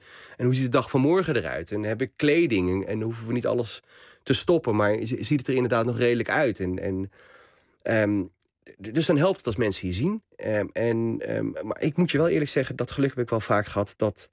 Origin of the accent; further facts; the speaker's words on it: Nieuwegein, Utrecht, Netherlands; born there; En uiteindelijk is het hele gezin in Nieuwegein komen wonen. En ik ben geboren in Nieuwegein. Dus ik ben van later, toen het hele gezin hier al woonde. Mijn vader dus vanuit het noorden van Marokko. Mijn moeder voegde zich bij hem, analfabeten.